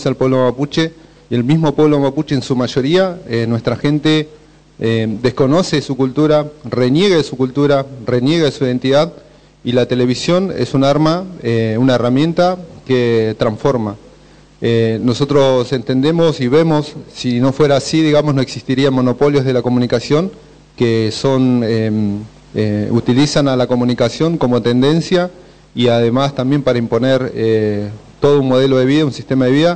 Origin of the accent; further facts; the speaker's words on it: Bariloche, Río Negro, Argentina; vengo de Bariloche